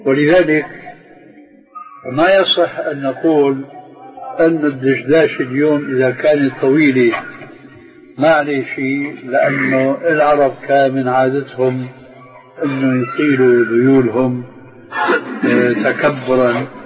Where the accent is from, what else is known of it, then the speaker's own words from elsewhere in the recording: Syria; في بنطلون عندنا في الشام مضى عليه زمن يسموه شرلستون